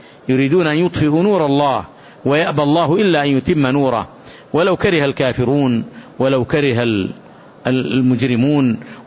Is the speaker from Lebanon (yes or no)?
no; Saudi Arabia; ما قامت عليه هذه البلاد المباركة، بلادنا المملكة العربية السعودية